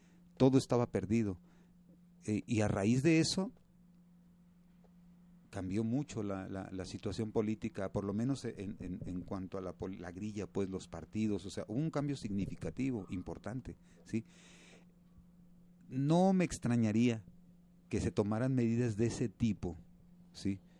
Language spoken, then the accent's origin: Spanish; Mexico; now in Switzerland; me sentí así como que mexicano, dije, bueno, pues ya no, yo que tenía planes de volverme ciudadano suizo